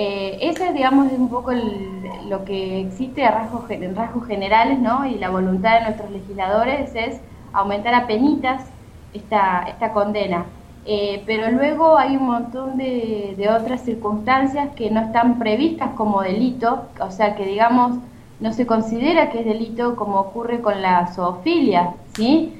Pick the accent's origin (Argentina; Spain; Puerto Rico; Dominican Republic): Argentina; eso es lo que ocurre en mi país. Acá tenemos los caballos que están en la ciudad